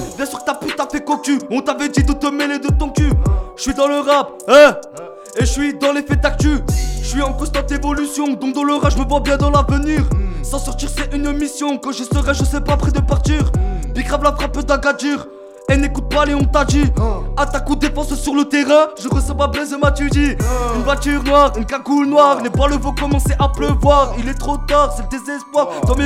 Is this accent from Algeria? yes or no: yes; Algeria; c'est dédicace à mon pays d'origine, l'Algérie.